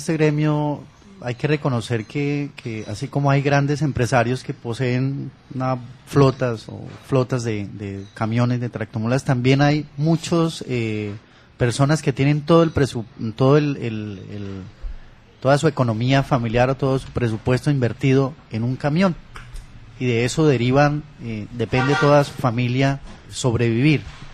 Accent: Colombia; Pero eso es el Estado norteamericano. Nosotros somos el Estado suramericano Colombia.

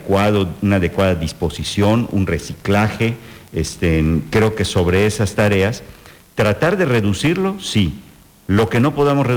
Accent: Yucatán, Mexico; me siento muy orgulloso como yucateco

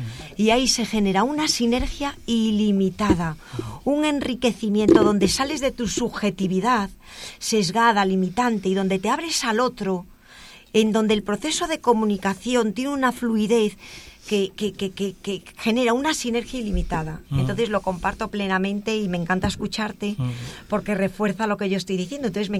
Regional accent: Galicia, Spain; now in Madrid, Spain; Yo vivo en Madrid, pero soy gallega.

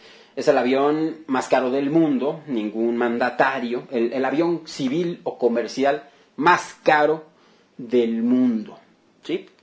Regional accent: Mexico; lean, chequen las experiencias que hemos tenido como mexicanos en el pasado.

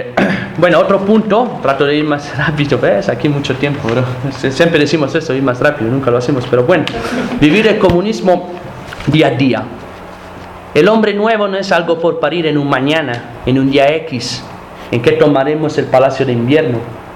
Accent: Rome, Lazio, Italy; nosotros, por ejemplo, venimos de Roma y pues donde pues casi no hay fábricas.

